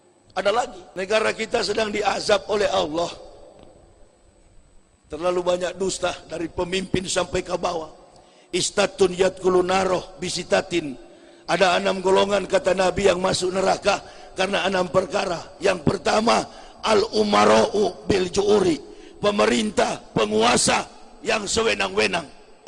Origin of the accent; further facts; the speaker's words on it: Manado, North Sulawesi, Indonesia; Kampung saya di Manado